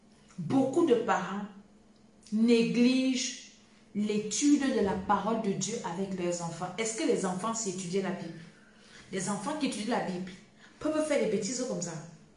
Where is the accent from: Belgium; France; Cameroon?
Cameroon; Chez nous, au Cameroun, on commence à te préparer le cuit.